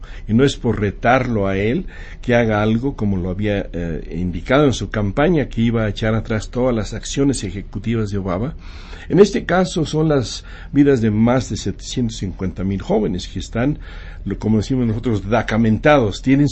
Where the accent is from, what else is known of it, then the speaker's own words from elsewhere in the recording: Mexico; now in United States; como mexicanos como somos nosotros que hemos migrado